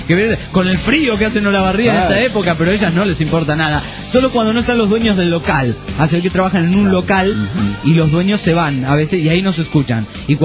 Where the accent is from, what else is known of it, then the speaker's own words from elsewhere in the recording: Nayarit, Mexico; soy de Nayarit, México, y quiero mandarle un saludo para mi hermano